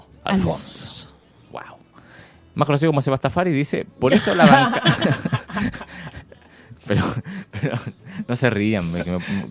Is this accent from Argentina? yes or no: no; Chile; Yo soy de allá, de los Cerros Sales